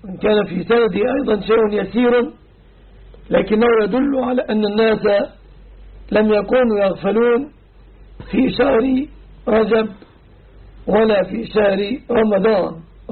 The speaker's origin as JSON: {"language": "Arabic", "region": "Dakahlia", "country": "Egypt", "said": "أما عن بلدتنا فلا أعلم مأذونا شيعيا. أعرف مأذون القرية التي نحن منها"}